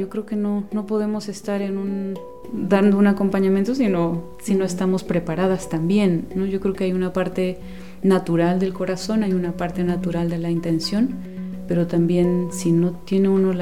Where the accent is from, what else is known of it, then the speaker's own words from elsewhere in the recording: Guatemala; now in San Cristóbal de las Casas, Mexico; bueno, soy originaria de Guatemala y bueno, ahora estoy aquí en San Cristóbal de las Casas, ya desde hace algunos años, pues viviendo